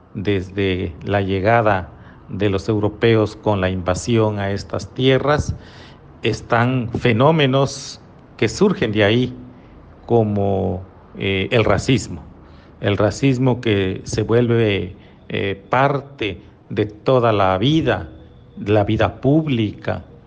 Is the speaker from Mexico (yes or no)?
yes; Mexico; En mi país, en México, que ahora se llama así, pero antes de que se llamara México, tenía alrededor de 500 lenguas originarias